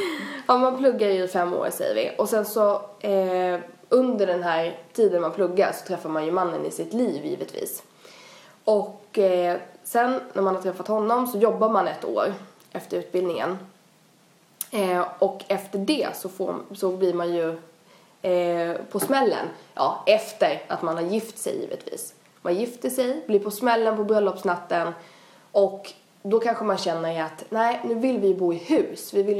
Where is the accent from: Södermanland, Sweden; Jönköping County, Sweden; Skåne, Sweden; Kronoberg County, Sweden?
Kronoberg County, Sweden; Växjö; Kommer man från Växjö där vi kommer ifrån så skulle man kunna flytta till Göteborg, Malmö, Stockholm...